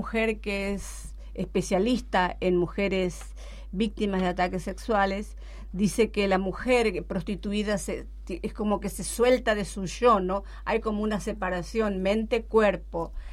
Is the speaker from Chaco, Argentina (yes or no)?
yes; Chaco, Argentina; también abarco un poco de mi infancia en el Chaco, mi infancia muy pobre